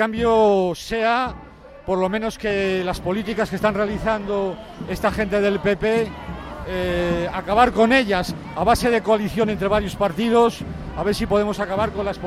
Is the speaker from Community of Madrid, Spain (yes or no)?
no; Valladolid, Castile and León, Spain; Soy de Valladolid. Pertenezco a la Asociación de Parados en Movimiento de Valladolid.